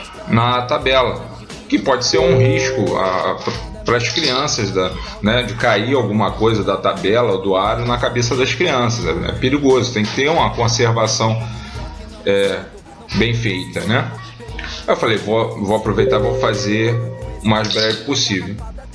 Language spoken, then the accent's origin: Portuguese; Niterói, Rio de Janeiro, Brazil; born there; now in São Gonçalo, Brazil; do município do qual eu nasci, que é Niterói, e do qual eu sou radicado e vivo, que é São Gonçalo.